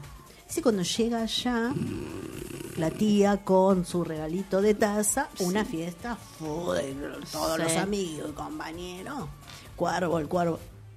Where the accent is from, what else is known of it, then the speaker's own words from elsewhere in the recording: Buenos Aires, Argentina; born there; Es que yo nací en La Boca.